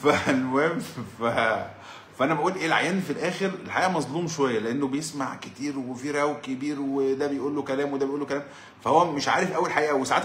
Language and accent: Arabic; Egypt; انا راجل مصري